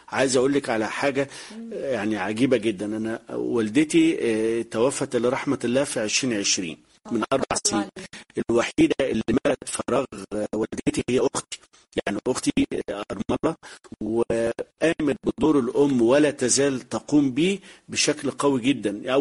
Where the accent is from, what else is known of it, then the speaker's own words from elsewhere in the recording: Biba, Beni Suef Governorate, Egypt; من بني سويف، يعتبر أول صعيد، أول محافظة بعد الصعيد يعني. بس هي من مركز بعد بني سويف اسمه بيبا، فيعني يعتبر جوه بعد بني سويف حوالي 20 كيلو.